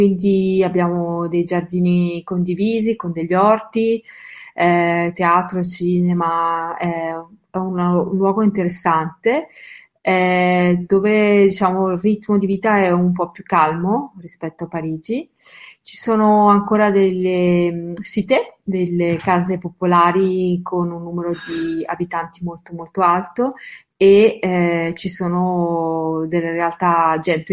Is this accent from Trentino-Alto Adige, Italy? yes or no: no; Lombardy, Italy; sono lombarda, ho studiato a Bergamo